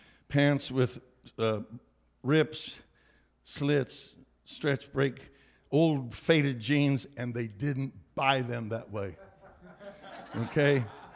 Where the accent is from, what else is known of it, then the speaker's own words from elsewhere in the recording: California, United States; I'm from California. We got people look like they came from Mars.